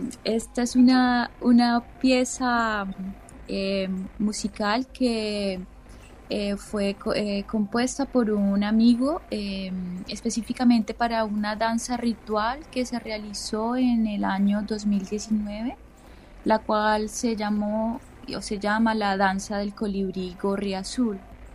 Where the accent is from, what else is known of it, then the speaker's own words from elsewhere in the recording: Ibagué, Tolima, Colombia; born there; yo nací en Ibagué, la diosa, ¿no? Ibagué, Tolima, es una ciudad ubicada en la cordillera central de los Andes, ya.